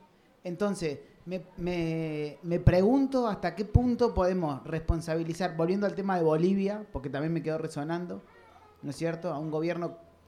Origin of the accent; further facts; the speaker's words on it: Córdoba, Argentina; a mí me pasó de nacer en una provincia que tiene como que es medio como híbrida. Yo soy de Córdoba, una provincia recontra gorila